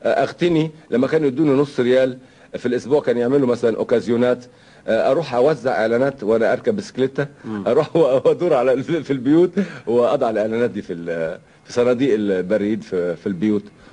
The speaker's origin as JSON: {"language": "Arabic", "country": "Syria", "said": "ودخلوا في حرب مع الفرنسويين عشان يحرروا بلادنا سوريا"}